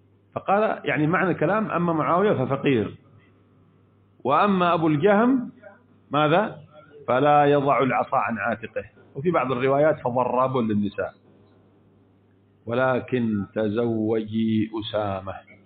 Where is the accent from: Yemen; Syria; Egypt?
Yemen; كم عندنا في اليمن حصل من عانة اليمن من هذه الجرائم الإرهابية؟